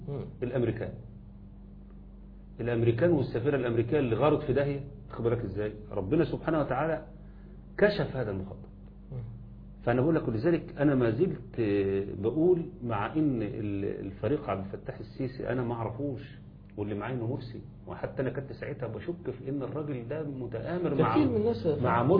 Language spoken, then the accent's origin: Arabic; Egypt; انا حقي كمصري بغض النظر عن كوني بقى راجل ملتزم